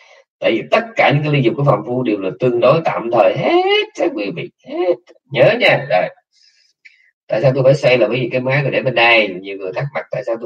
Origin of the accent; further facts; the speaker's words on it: Nha Trang, Khanh Hoa, Vietnam; also born or lived in Cam Ranh; quê tôi đẻ ở Nha Trang, cái tôi bỏ Nha Trang tôi qua bên bên Cam Ranh tôi ở